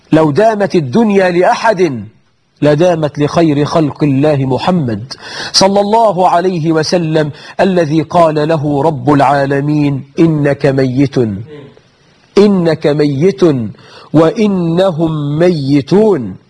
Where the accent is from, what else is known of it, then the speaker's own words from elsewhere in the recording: Egypt; نحن عندنا في مصر مئات الآلاف من المبارك.